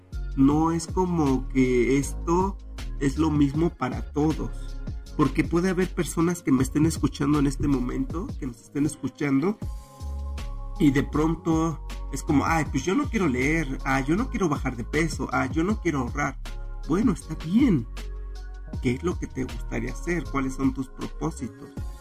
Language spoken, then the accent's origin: Spanish; Mexico; como buenos mexicanos que somos